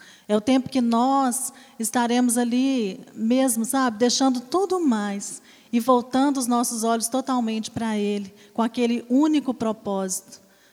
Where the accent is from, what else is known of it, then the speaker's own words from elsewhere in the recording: Brazil; Porque nós, principalmente, como brasileiros, nós sempre damos um jeitinho para justificar algo.